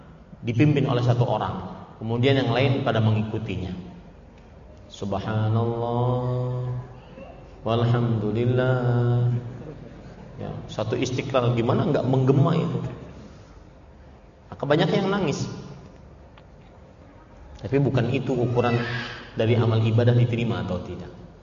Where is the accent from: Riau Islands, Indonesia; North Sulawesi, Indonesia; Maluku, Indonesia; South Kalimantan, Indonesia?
South Kalimantan, Indonesia; Banjarmasin; sebagaimana yang ada di kota saya di Banjarmasin